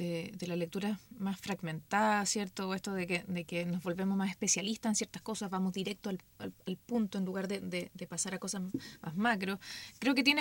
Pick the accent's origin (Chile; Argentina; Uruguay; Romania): Chile; Entonces yo me siento una ciudadana global más que local, digamos, más que chilena.